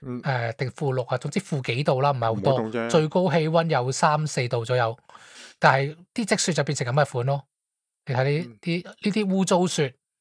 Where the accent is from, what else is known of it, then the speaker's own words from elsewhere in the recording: Hong Kong; 你如果你是当我是香港人，咁我应该是 A 啦